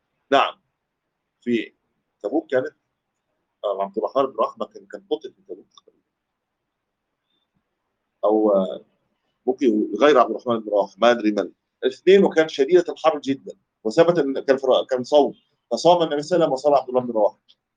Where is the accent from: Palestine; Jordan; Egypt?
Egypt; Cairo, Cairo Governorate; يعتبرها دي مفارقه العمران عندنا في مصر يعني في القاهره